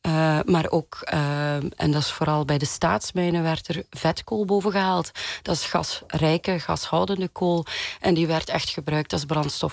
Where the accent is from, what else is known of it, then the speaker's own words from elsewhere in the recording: Flanders, Belgium; En ik kom uit Vlaanderen